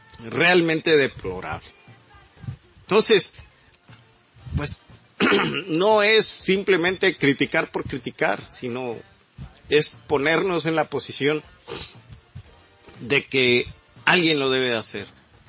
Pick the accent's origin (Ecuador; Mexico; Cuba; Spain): Mexico; debemos de entender esto como mexicanos, como sociedad, como nación.